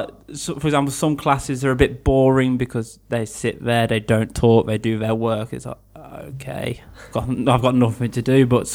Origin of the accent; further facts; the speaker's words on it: Birmingham, West Midlands, United Kingdom; I'm 22 years old. I come from Birmingham, which is in the middle of England. It's actually the second biggest city in England.